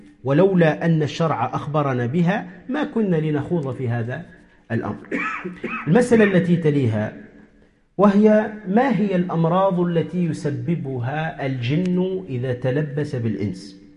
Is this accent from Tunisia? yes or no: yes; Tunisia; عندنا في تونس من جاهلية الناس يقولوا